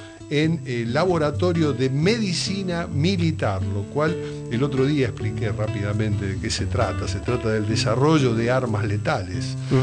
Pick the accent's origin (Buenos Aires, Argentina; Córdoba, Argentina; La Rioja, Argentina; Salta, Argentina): Buenos Aires, Argentina; Pero los que somos de acá, de Buenos Aires capital